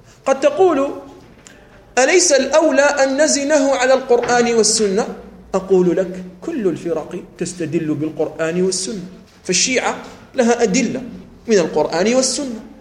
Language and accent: Arabic; Algeria; لأنه لا يدري كثيرا من الأشياء التي عندنا في الجزائر